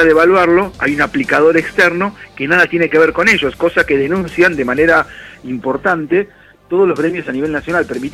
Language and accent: Spanish; Argentina; por la historia que tenemos como argentinos, recién hace 10 años que es obligatorio para los chicos de la secundaria estar en la secundaria.